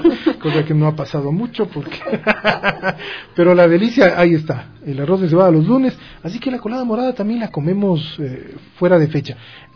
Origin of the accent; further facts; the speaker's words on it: Ecuador; o solo somos nosotros los ecuatorianos con esa?